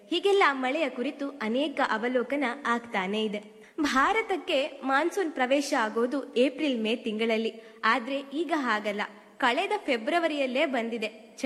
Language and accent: Kannada; Karnataka, India; ನಾನು ಮೂಲತಃ ಮಲೆನಾಡಿನವಳು. ಅಲ್ಲೇನ್ ಕೇಳ್ತೀರಾ, ದೊಡ್ಡ ದೊಡ್ಡ ಮರಗಳು, ಆ ಮರಗಳ ತಲೆನೇ ಕಾಣೋದಿಲ್ಲ.